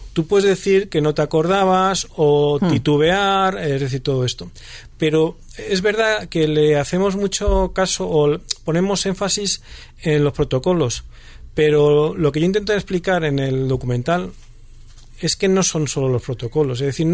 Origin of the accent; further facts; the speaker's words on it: Spain; joder, qué bien somos los españoles, que hacemos una cosa bien